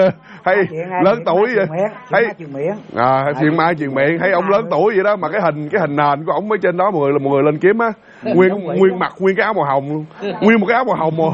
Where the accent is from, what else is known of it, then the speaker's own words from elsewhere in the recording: Dong Thap, Vietnam; Mình đi tảo mộ ở bên Đồng Tháp, quê của mình và quê vợ mình nữa